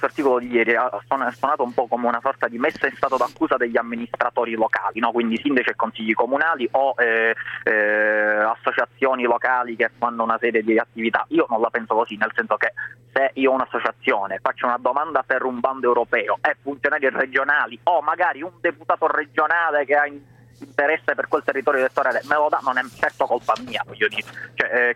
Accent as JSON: {"language": "Italian", "region": "Sicily", "country": "Italy", "said": "Io che sono siciliano la maggior parte non conoscevo, devo dire, questa festa del Taratata"}